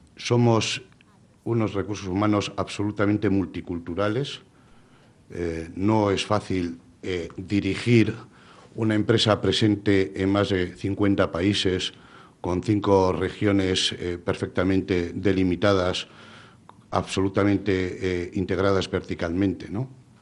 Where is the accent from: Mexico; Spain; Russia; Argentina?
Spain; Bilbao, Basque Country; Bueno, somos de Bilbao, eso también es algo que marca